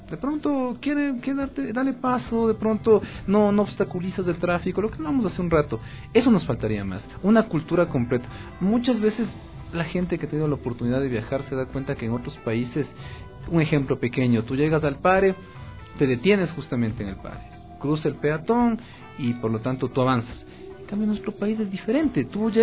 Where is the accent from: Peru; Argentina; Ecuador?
Ecuador; Y justamente como buen ecuatoriano, yo llegaba a la esquina